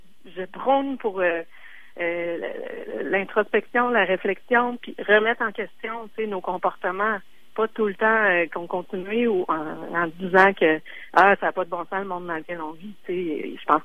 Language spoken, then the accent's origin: French; Quebec City, Quebec, Canada; je viens de Québec, j'ai étudié au Cégep plein de fois, et j'ai travaillé chez Cossette aussi, à Québec, en pub.